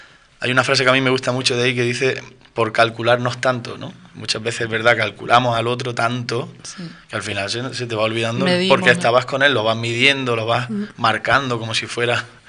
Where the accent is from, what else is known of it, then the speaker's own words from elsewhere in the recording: Almería, Andalusia, Spain; Yo soy de Almería, nací en Almería, toda mi familia es de Almería y nada, allí sigo viviendo allí.